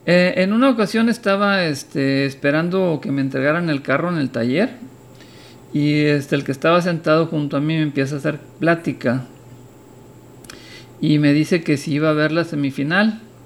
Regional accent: Monterrey, Nuevo León, Mexico; Yo nací y fui creado en Monterrey, Nuevo León. Mis raíces familiares en Nuevo León, el Nuevo León histórico que comprende lo que hoy es Texas en Estados Unidos, Coahuila, Nuevo León, Tamaulipas en México, se remontan por lo menos 4

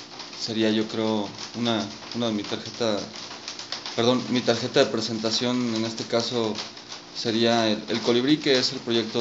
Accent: León, Guanajuato, Mexico; also born or lived in Mexico City; now in La Piedad, Mexico; Soy oriundo del Distrito Federal. Me crié en León, Guanajuato, y tengo ya viviendo en La Piedad aproximadamente 4 años.

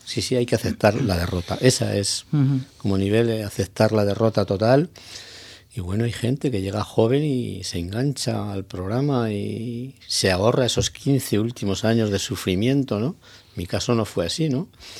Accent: Zaragoza, Aragon, Spain; moved away as an adult; yo llevo 2 años en la isla, vine de Zaragoza

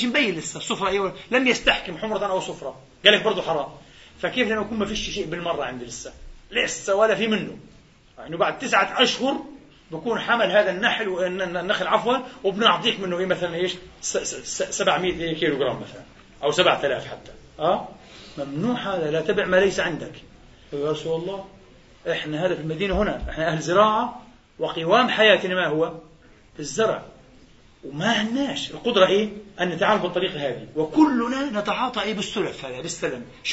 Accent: Palestine; في بلادنا فلسطين مثلا تضمين البساتين العنب هذه وبساتين الحمضيات

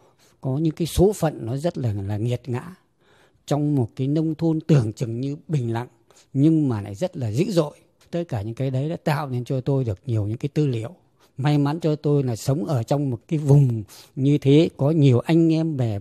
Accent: Red River Delta, Vietnam; Tôi rất may mắn là sinh ra và lớn lên ở tại một cái vùng quê. Quê tôi là bên bờ sông Đáy, nằm sâu trong cái vùng đồng bằng Bắc Bộ.

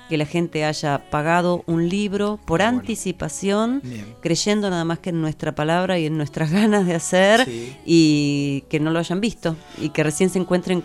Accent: Buenos Aires, Argentina; now in La Plata, Argentina; Claro, vivía en Buenos Aires porque soy porteña. Después me vine a vivir acá a La Plata

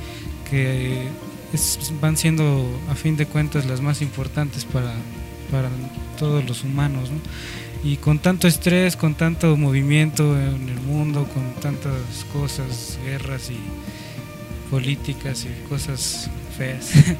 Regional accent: Mexico City, Mexico; Nosotros que somos chilangos 100%, pues siempre estamos aquí en el ruido, el smog, los camiones.

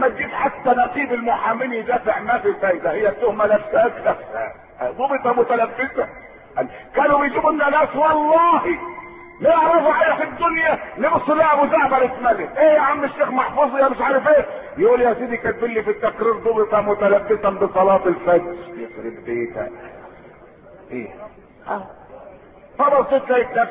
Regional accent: Egypt; احنا مسلمين ومصريين زي بعض احنا مصريين

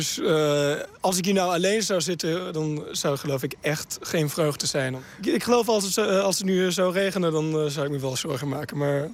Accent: Germany; now in Leiden, Netherlands; We komen eigenlijk uit Duitsland.

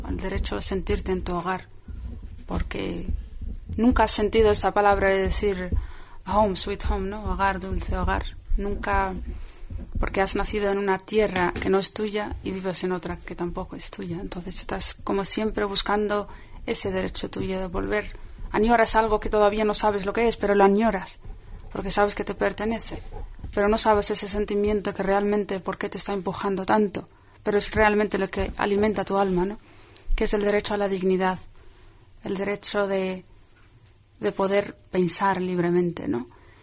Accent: Western Sahara; Y en este caso, la causa saharaui, aunque yo no llegue a disfrutar de mi tierra, estoy segura de que mis hijos o mis nietos llegarán a disfrutar de ella.

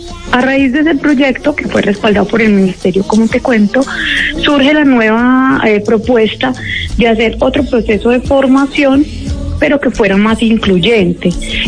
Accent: Armenia, Quindío, Colombia; Sí, sí, yo soy de acá de Armenia, Quindío.

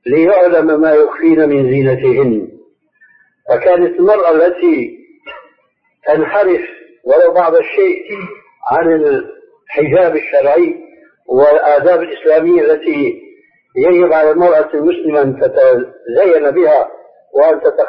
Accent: Syria; moved away as an adult; لأني حديث عهد بهذه البلاد، لكن عندنا في سوريا

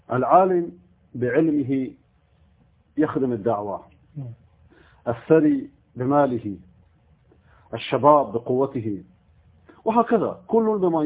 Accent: Iran; moved away; أنا لما خرجت من إيران قبل 18 سنة كان فكرتي الإذاعة

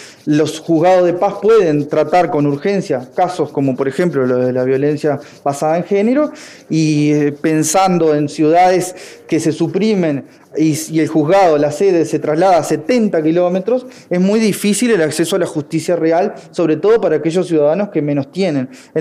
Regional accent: Colonia, Uruguay; en mi caso soy de Colonia, conozco Nueva Helvecia

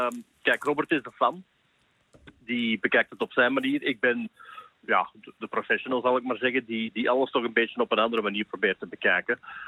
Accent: Belgium; misschien ga ik dat als Belg ook wel anders bekijken dan de Nederlanders.

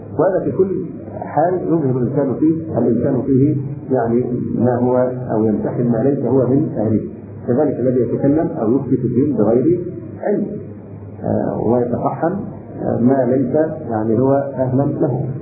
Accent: Egypt; عندنا في مصر تقاليدنا للاسف الشديد وعرفنا ان من الكرم ان تبالغ في التكلف مع الضيف

